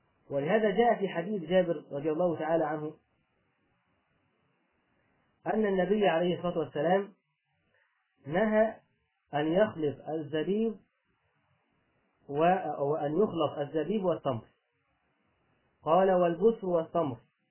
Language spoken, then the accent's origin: Arabic; Egypt; اللي بيسموه عندنا في مصر اللي هو اللي اللي هو الخشاف